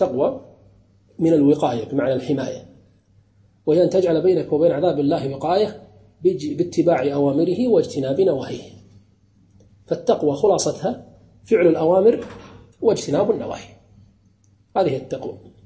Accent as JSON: {"language": "Arabic", "country": "Kuwait", "said": "مثلا ككويتيين ليس من المروءة أن تدخل العرس بثوب بدون أن تغطي رأسك"}